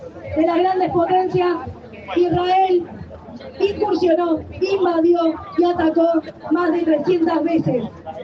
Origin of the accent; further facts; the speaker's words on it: Argentina; Como pueblo argentino exigimos la ruptura de relaciones de Argentina con Israel.